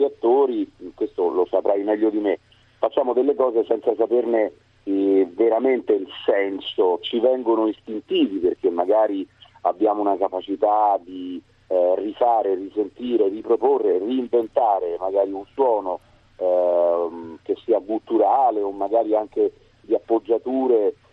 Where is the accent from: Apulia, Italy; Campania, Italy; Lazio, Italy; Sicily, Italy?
Lazio, Italy; Rome; io sono da Roma.